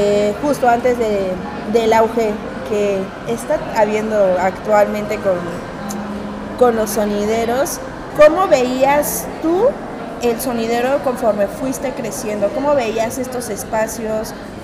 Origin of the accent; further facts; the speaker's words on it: Metepec, State of Mexico, Mexico; obviamente de mi lado porque yo soy de Metepec